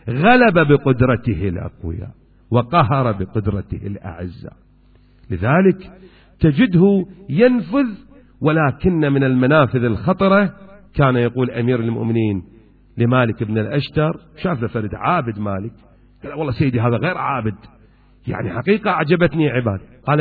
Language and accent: Arabic; Iraq; أكو شايب عندنا بالعراق